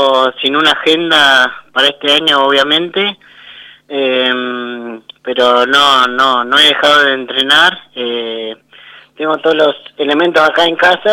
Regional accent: Carlos Tejedor, Buenos Aires Province, Argentina; now in Santa Rosa, Argentina; Bueno, arranqué hace varios años, yo soy de oriunda de Carlos Tejedor.

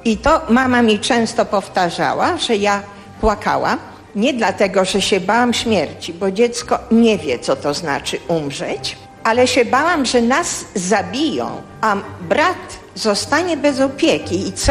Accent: Warsaw, Masovian Voivodeship, Poland; born there; A gdyby tak cofnąć się do początku, to urodziłam się w Warszawie. W Warszawie na warszawskim Żoliborzu.

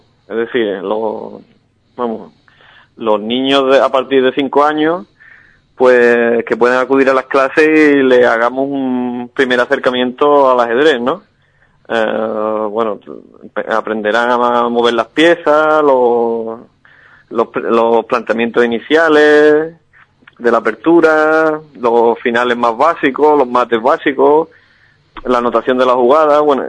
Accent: Alcalá, Andalusia, Spain; porque es la que me inculcaron desde pequeño en mi pueblo, ¿no? Alcalá tiene una tradición ajedrecística.

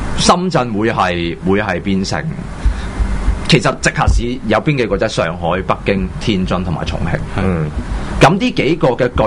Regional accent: Hong Kong; 係值得令我哋香港人關注。

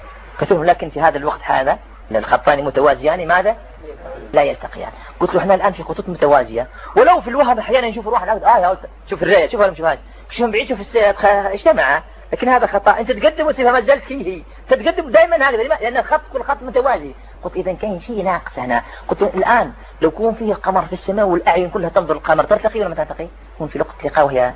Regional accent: Algeria; كان فيها أنا جزائري

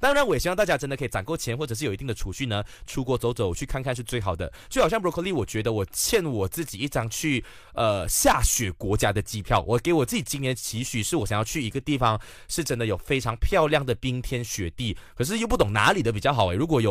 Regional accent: Kuala Lumpur, Malaysia; 因为我像我本身吉隆坡人，我看到的时候我就想说，哈，我就在吉隆坡耶

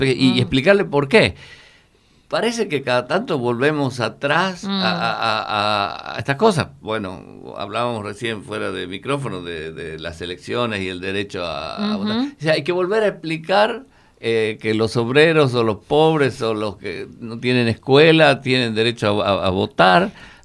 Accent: Tucumán, Argentina; nosotros venimos del Tucumán, donde teníamos el sindicato más grande del país, la FOTIA, ¿no?

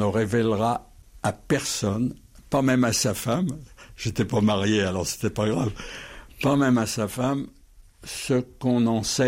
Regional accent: France; Mais je suis français, qu'est-ce que je vais faire dans l'armée américaine ?

